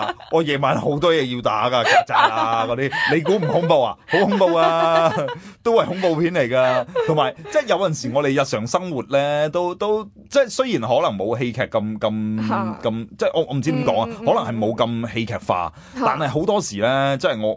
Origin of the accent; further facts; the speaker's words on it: China; 我哋中国人叫僵尸嘛